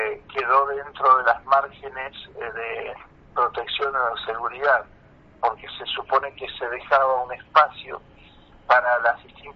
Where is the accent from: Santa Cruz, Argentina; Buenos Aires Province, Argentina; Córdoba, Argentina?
Buenos Aires Province, Argentina; Bolívar; yo vengo de la provincia de Buenos Aires. También de familias campesinas, pero campesinas sin tierra. Gente de peones de campo y demás, del centro de la provincia de Buenos Aires, de Bolívar.